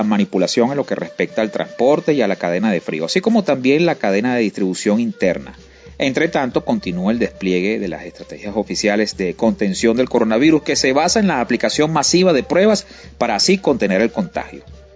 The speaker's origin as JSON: {"language": "Spanish", "country": "Bolivia", "said": "Así es mi tierra con Bolivia."}